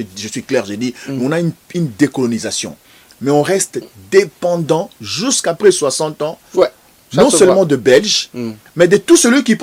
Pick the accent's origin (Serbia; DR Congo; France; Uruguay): DR Congo; vérifiable ici chez nous, au Congo aujourd'hui, Congo Zaïre étant indépendant du Congo